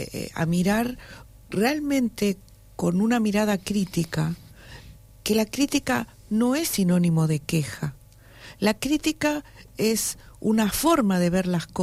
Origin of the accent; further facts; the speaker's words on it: Buenos Aires, Argentina; Para la gente de allá, nos dicen los porteños, y somos los porteños.